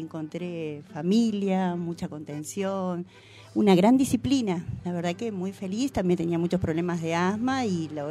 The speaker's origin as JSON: {"language": "Spanish", "town": "Las Rabonas", "region": "Córdoba", "country": "Argentina", "said": "Soy de las Rabonas, me voy caminando 3 kilómetros de ida y 3 de vuelta."}